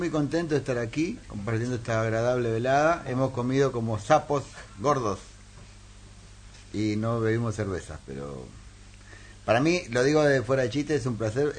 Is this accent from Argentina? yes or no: yes; Resistencia, Chaco, Argentina; moved away; yo dejé mi ciudad natal, que es Resistencia, en el Chaco, en Argentina, que está a 1.000 kilómetros de Buenos Aires. En realidad estoy mucho más cerca de Paraguay que de Buenos Aires.